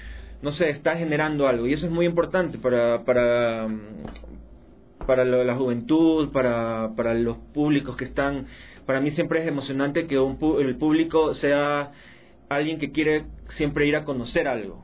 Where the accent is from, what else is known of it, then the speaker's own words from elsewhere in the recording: Guayaquil, Guayas, Ecuador; now in Quito, Ecuador; al menos aquí en Quito. Yo soy de Guayaquil, ya tengo 10 años acá